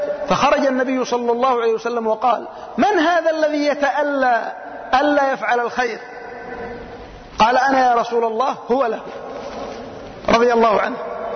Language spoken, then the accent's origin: Arabic; Yemen; لكنها مشهورة عندنا في اليمن. يقولون وعندنا في اليمن وفي يعني بلدنا